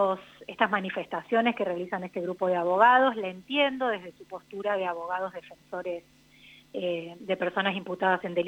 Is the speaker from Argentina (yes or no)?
yes; General Pico, La Pampa, Argentina; es en Santa Rosa y nosotras somos de Pico